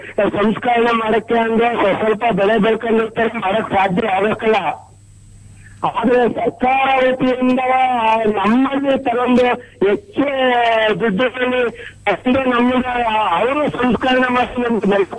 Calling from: Murkule, Karnataka, India; ನಾವು ಹಾಸನ ಜಿಲ್ಲೆ ಹಾಸನ ತಾಲೂಕು ಶಾಂತಿಗ್ರಾಮ ಮುರ್ಕುಲೆಯಿಂದ … ಮಾತಾಡ್ತೇವೆ.

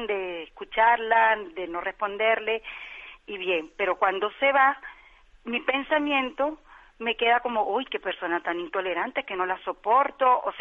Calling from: Gran Canaria, Canary Islands, Spain; de Gran Canaria. Un gran saludo desde acá.

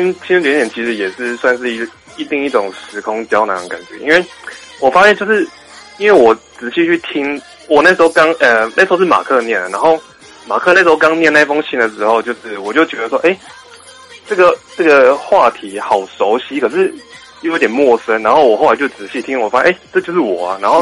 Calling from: Taichung, Taiwan; 我是台中的

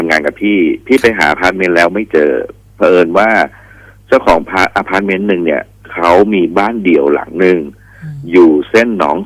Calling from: Pathum Thani, Thailand; พี่อยู่ที่สนามกอล์ฟที่ปทุม

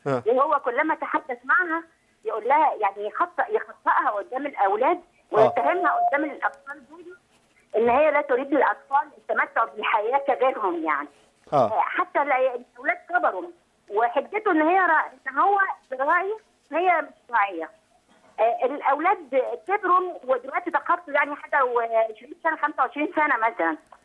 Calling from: Egypt

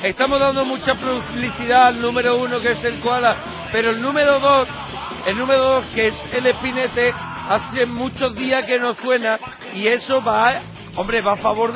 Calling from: Madrid, Community of Madrid, Spain; de Madrid.

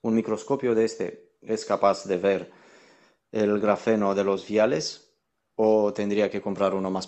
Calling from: Valencia, Valencian Community, Spain; de Valencia.

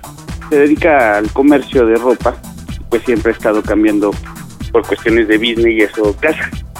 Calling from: Gustavo A. Madero, Mexico City, Mexico; Pues estamos acá en la Gustavo Madero.

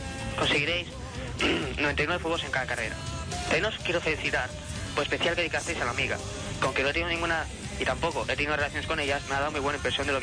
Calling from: Barcelona, Catalonia, Spain; de Barcelona.

